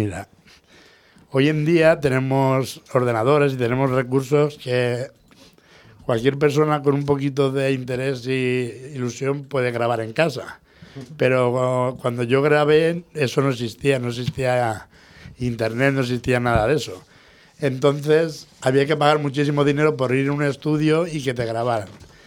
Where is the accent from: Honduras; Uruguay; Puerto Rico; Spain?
Spain; Valencian Community; hay un escritor valenciano, que es de donde soy yo